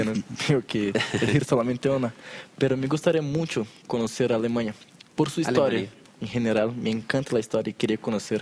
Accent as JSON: {"language": "Spanish", "country": "Brazil", "tie": "born or raised there", "second_language": "Spanish", "said": "Cuando niño, en Brasil hay invierno. Hace mucho frío en la noche."}